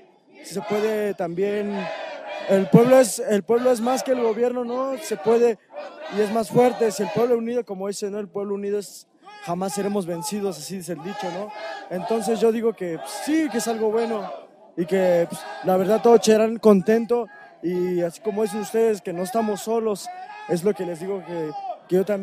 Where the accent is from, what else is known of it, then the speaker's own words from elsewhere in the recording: Cherán, Michoacán, Mexico; Soy proveniente aquí de Cherán.